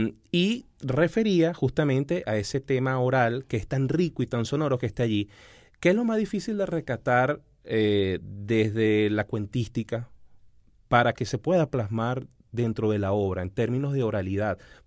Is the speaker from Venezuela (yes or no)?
yes; Caracas, Capital District, Venezuela; Y al menos en mi caso personal, como buen caraqueño